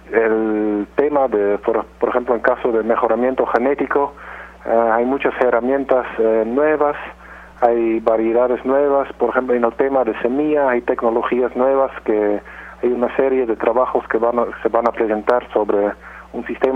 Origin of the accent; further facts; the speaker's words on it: Netherlands; Spanish is a second language; moved away as an adult; now in Peru; Yo soy de origen de Holanda, pero tengo cerca de 15 años trabajando en el Perú.